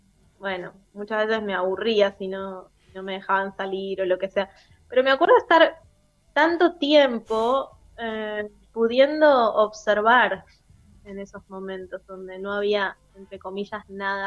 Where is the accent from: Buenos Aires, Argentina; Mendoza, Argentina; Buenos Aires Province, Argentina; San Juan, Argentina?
San Juan, Argentina; Yo soy sanjuanina y allá hay como, está la siesta, ¿viste?